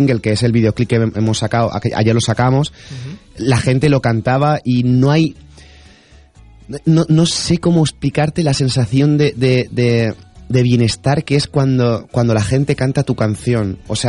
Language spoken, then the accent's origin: Spanish; Valencian Community, Spain; Cuando hablo de que soy español, de valenciano, siempre tienen en la memoria